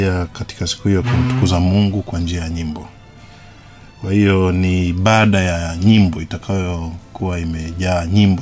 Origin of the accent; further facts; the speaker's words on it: Tanzania; Sisi ni Watanzania